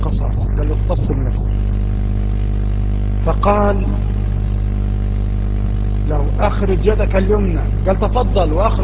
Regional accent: Egypt; وما يفيدنا كمصريين في دراسة هذا الكتاب

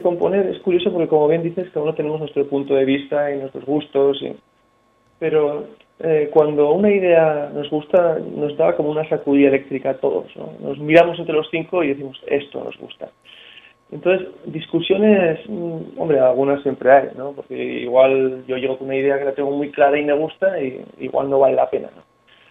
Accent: Navarre, Spain; Somos navarros, sí, exactamente.

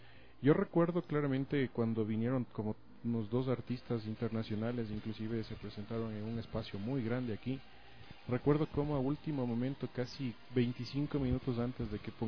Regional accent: Ecuador; Como ecuatorianos creo que deberíamos

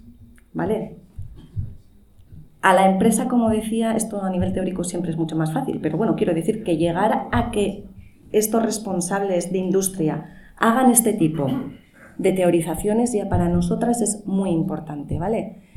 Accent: Bilbao, Basque Country, Spain; la organización de los terceros encuentros ecosocialistas en mi país, en Bilbao.

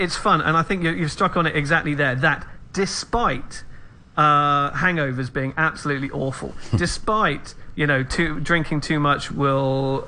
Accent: England, United Kingdom; I think that you're an Englishman, I'm an Englishman, and I think there is a European sensibility or attitude towards drinking

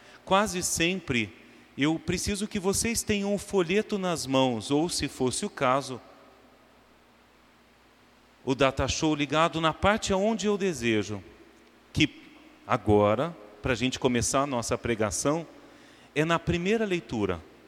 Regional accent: Franca, São Paulo, Brazil; moved away as an adult; now in Rio de Janeiro, Brazil; sou do interior de São Paulo, mas já há 22 anos vim para o Rio de Janeiro, quando decidi entrar para o seminário, quando havia ainda 18 anos de idade. Hoje já cheguei aos 40, então eu sou mais carioca, não é, do que francano

